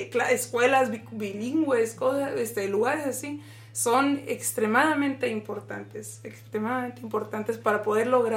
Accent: Mexico; now in United States; Yo a través de estar aquí en el sistema de educación en Estados Unidos, a pesar de que yo crecí en México

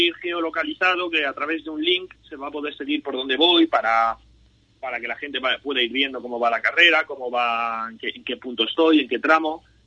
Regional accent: Madrid, Community of Madrid, Spain; yo, bueno, pues a que soy de Madrid

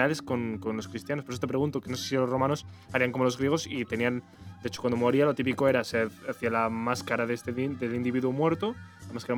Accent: Castile and León, Spain; nosotros que somos de aquí de Valladolid. Bueno, yo que soy de la Cisterna. Yo no soy de Valladolid, yo soy de la Cisterna.

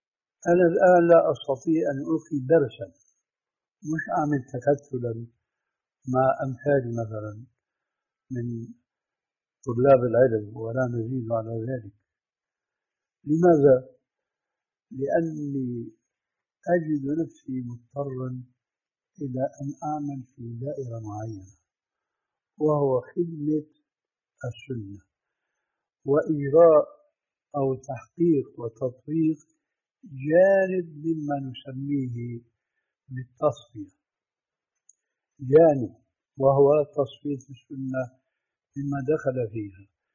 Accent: Syria; كما يقولون عندنا في سوريا ما عندهم بقى عمل إلا سد الحيطان أو إلقاء رجل على رجل.

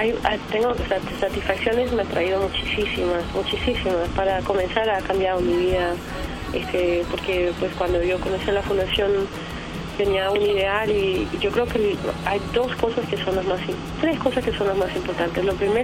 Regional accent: Mexico; yo también siento que vengo de México, también vengo de, porque he crecido en estos, todos estos países.

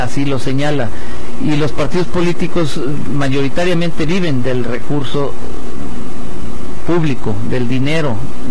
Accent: Tepic, Nayarit, Mexico; Yo tengo viviendo en Tepic casi 68 años. Yo nací aquí en Tepic, por ahí por el rumbo de la calle Zaragoza, zona centro.

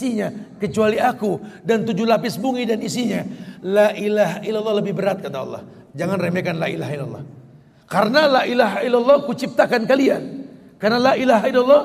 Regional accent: Jakarta, Indonesia; Kita lahir di Betawi nih bro. Gede di Jakarta.

